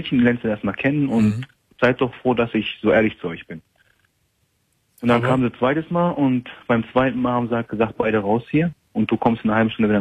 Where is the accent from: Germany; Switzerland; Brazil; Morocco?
Morocco; ich bin Marokkaner